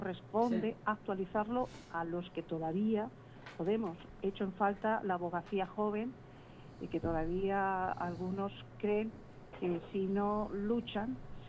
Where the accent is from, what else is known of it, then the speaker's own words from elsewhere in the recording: Torrenueva, Castilla-La Mancha, Spain; now in Albacete, Spain; Tú no tienes nada más que decirme cuando quieras visitar Valdepeñas, que mi pueblo es Torrenueva.